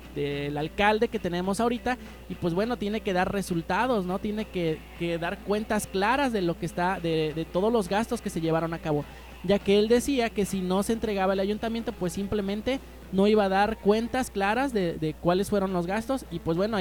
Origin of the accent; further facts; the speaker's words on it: Tixtla, Guerrero, Mexico; los que somos de aquí de Tixla, pues bueno, sí nos debe de importar el municipio, ¿no?